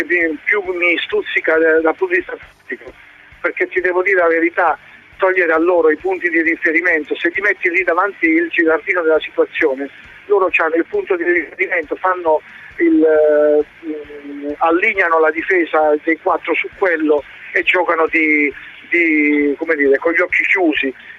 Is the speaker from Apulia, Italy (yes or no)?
yes; Foggia, Apulia, Italy; Poi lo dice, dice a me che vengo da Foggia, penso un po'.